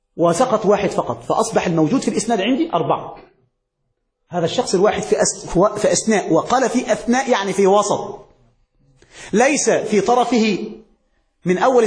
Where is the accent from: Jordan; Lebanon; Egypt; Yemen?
Egypt; كما يقول عندنا في مصر